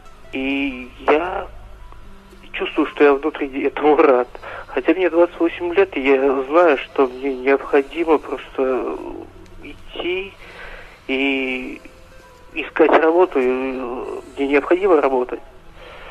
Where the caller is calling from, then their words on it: Nizhnekamsk, Tatarstan, Russia; Это город Нижнекамск, Республика Татарстан.